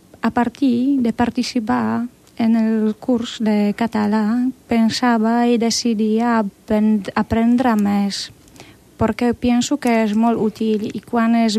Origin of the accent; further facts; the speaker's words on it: Poland; Catalan is a second language; now in Lloret de Mar, Spain; Soc de Polònia, tinc 28 anys, i què més? Intento parlar català ja fa uns 5 mesos.